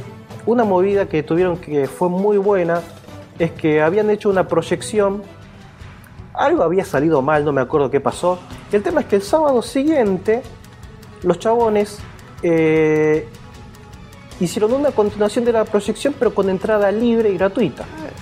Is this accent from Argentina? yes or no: yes; Berazategui, Buenos Aires Province, Argentina; yo no soy de Capital, yo me crié toda la vida en zona sur de Buenos Aires, Berazategui